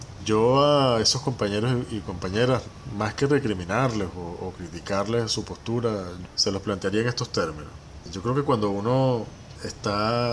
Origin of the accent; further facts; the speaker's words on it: Venezuela; los problemas en última instancia tenemos que resolverlos somos los venezolanos y las venezolanas